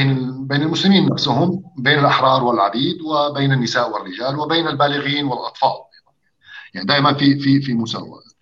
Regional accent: Syria; لانه مثلا انا بحكي كسوري مثلا، نحن ما عندنا هالتدخل الشديد للفقه

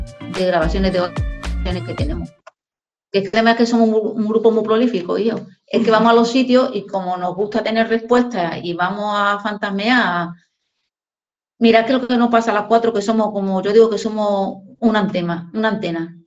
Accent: Seville, Andalusia, Spain; nos vamos a sitios cerca de casa. Somos de Sevilla

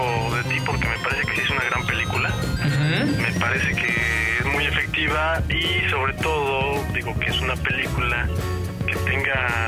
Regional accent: Culhuacán, Mexico City, Mexico; hay zonas como Culhuacán, que de donde soy, que no son tan hippies, son más así como que más de baja calaña

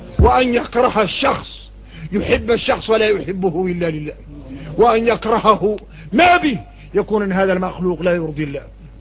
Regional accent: Mauritania; ونقوم احنا موريتاني فينا الروق.

